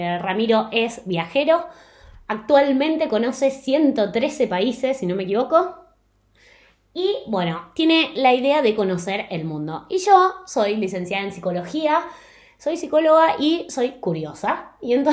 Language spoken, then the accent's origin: Spanish; Argentina; moved away as an adult; now in Spain; los dos somos de Argentina, y al vivir en Argentina, quizá era un poco más difícil la comunicación con el resto del mundo.